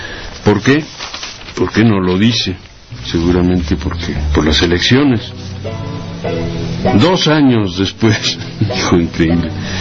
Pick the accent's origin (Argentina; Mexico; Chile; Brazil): Mexico; no somos los mexicanos pobres